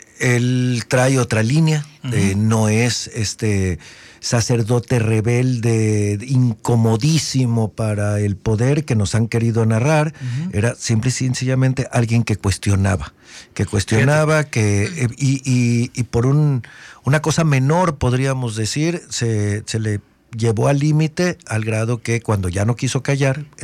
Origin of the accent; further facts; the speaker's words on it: Mexico; Esto es algo que sí tenemos que presumir como mexicanos, como cultura